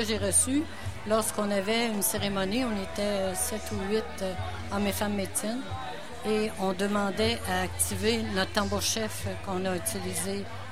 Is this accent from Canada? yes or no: yes; Wendake, Quebec, Canada; Et cette dame-là est arrivée chez nous à Wendake.